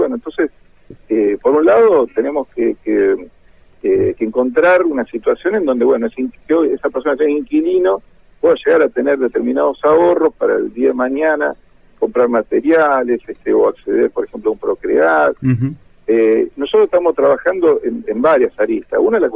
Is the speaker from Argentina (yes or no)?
yes; Argentina; uno como buen argentino, uno quiere tener su casa propia, ¿no?